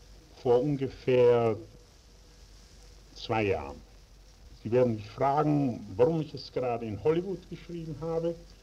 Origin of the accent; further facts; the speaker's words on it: Vienna, Austria; Also warum ich gerade Wien gewählt habe, ich glaube, Wien ist doch schließlich und endlich meine Heimat. Die Mundart ist mir die natürlichste.